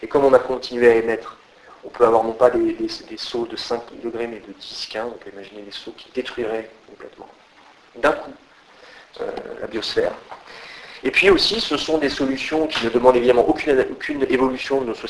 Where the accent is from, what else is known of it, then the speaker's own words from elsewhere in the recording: France; je suis français